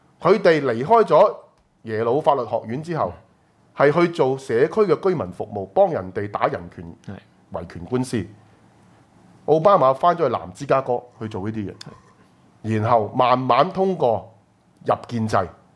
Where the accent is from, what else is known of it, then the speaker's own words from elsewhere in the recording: Hong Kong; 唔到你哋再繼續如取如攜，去踐踏我哋香港人嘅尊嚴啦